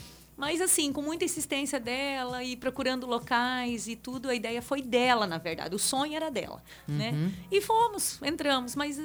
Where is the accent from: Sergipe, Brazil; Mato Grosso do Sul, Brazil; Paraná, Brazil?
Paraná, Brazil; Foz do Iguaçu; also born or lived in Mato Grosso; Sou daqui de Foz.